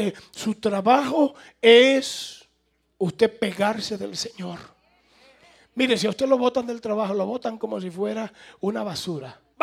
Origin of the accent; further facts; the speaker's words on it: Santo Domingo, Dominican Republic; salió un avión de Nueva York para Santo Domingo, mi tierra.